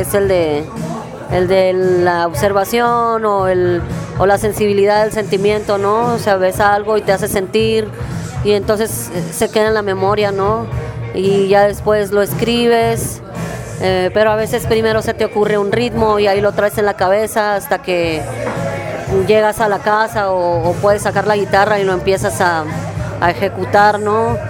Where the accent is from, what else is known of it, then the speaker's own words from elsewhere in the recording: Mexicali, Baja California, Mexico; cuando regresamos a Mexicali, que es de donde yo soy